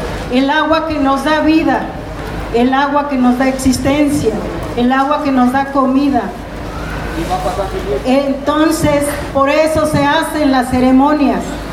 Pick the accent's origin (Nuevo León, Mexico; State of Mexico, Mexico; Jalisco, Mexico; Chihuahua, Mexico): Jalisco, Mexico; Un ejemplo claro de Jalisco, de donde yo soy, del sur de Jalisco.